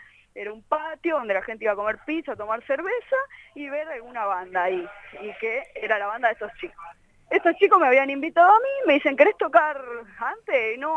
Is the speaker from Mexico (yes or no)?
no; Tucumán, Argentina